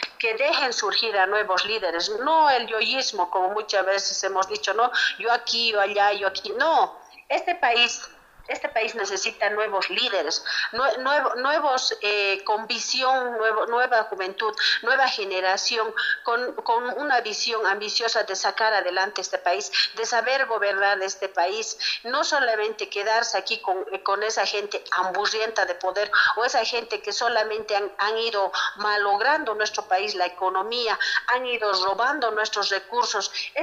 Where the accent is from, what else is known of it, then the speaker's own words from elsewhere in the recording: Bolivia; hoy en día como bolivianos somos dignos de vivir en otros países